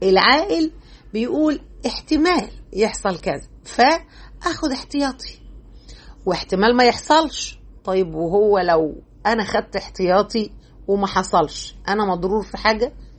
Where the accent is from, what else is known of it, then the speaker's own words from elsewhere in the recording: Egypt; الخطيرة دي نقدر نسميها بلغتنا احنا كمصريين